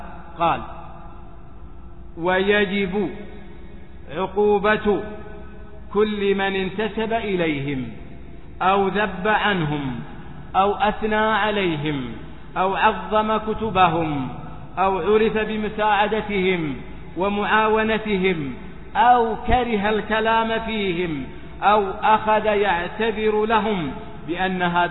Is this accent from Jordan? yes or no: no; Saudi Arabia; ثم قامت فخرجت في بلادنا السعودية وغيرها